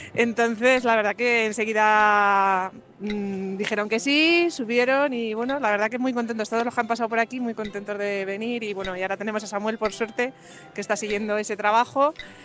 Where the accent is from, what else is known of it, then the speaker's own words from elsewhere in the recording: Ciudad Real, Castilla-La Mancha, Spain; now in San Millán de la Cogolla, Spain; yo soy de Ciudad Real, pero llevo viviendo aquí ya pues casi 20 años en San Millán de la Cogolla.